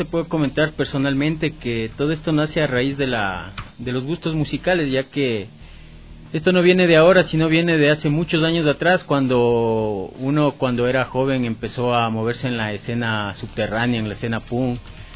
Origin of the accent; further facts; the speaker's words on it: Ecuador; sobre todo Ecuador, porque como ecuatoriano siempre tratas de dar a conocer el material que tienes en tu país